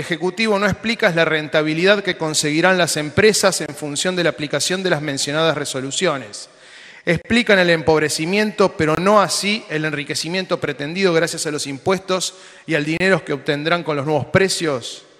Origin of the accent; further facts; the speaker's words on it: Argentina; lo que nos pertenece como argentinos, nuestro subsuelo, nuestros recursos naturales